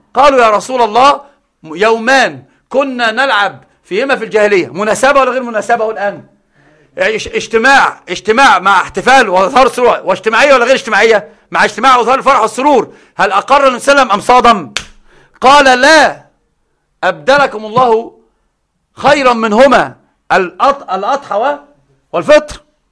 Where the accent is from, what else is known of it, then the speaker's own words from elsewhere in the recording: Upper Egypt, Egypt; زي صعيدة اللي عندنا، أنا صعيدي أيضا